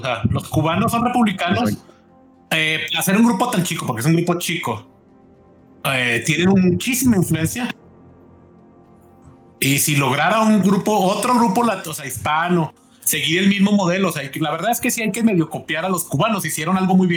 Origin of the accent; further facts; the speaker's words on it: Mexico; y como mexicano, creo que de hecho tendríamos mejor relación